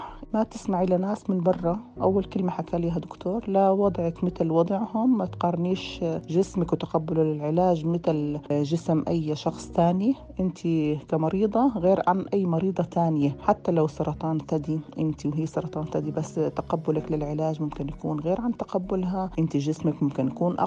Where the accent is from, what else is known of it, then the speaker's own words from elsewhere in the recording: Jordan; من الأردن، عمري 54 سنة، متزوجة وربة بيت حالياً